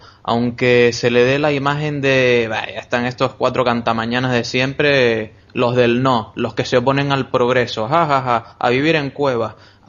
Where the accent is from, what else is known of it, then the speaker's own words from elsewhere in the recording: Canary Islands, Spain; Y luego somos canarios abiertos al mundo.